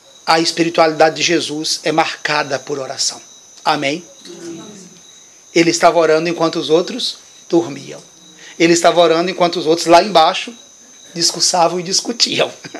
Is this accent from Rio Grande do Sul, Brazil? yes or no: no; Salvador, Bahia, Brazil; E nós somos de Salvador. E nós não conhecemos a história daqui.